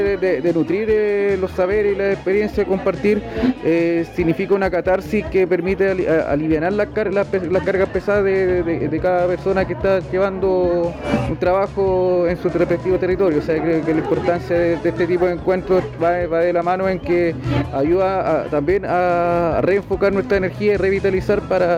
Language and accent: Spanish; Curicó, Maule, Chile; vengo de la ciudad de Curicó